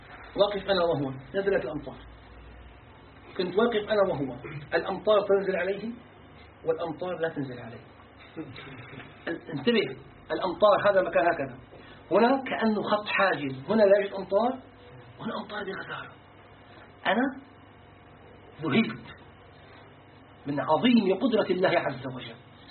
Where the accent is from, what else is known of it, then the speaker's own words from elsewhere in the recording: Syria; أرادت جهة الآثار عندنا في الشام